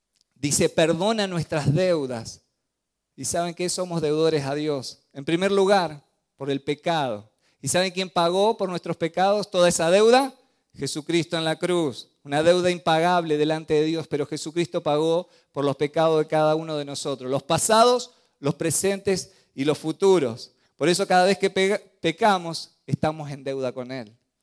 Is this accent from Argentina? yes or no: yes; Argentina; born there; yo nací en Argentina, pero mi reino es del cielo.